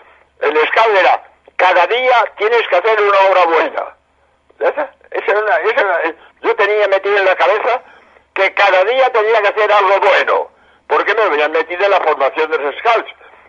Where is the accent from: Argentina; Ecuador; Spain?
Spain; Madrid, Community of Madrid; also born or lived in Barcelona; now in Cádiz, Spain; Yo nací en Barcelona. Mi juventud la he pasado en Madrid, pero como jesuita soy andaluz, porque entré en la Compañía de Jesús el año 40 en Andalucía, y ya pues me quedaba en Andalucía.